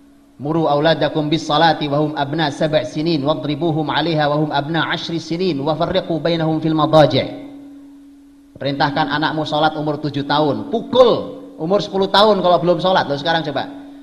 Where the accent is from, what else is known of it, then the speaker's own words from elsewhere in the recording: East Java, Indonesia; Para Kelut itu di daerah saya sana, Pak, di Jawa Timur sana.